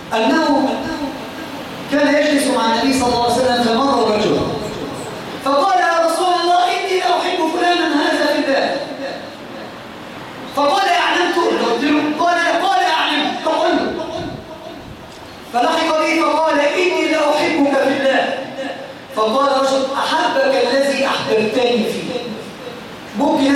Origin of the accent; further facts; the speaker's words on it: Egypt; ما بقتش موجودة بالذات فينا كمصريين